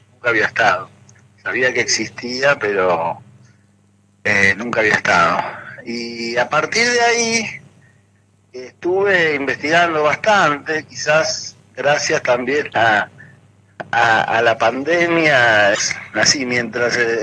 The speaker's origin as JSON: {"language": "Spanish", "region": "England", "country": "United Kingdom", "tie": "born or raised there", "said": "Si bien yo soy bilingüe, o sea, porque como les contaba, me crié en parte en Inglaterra."}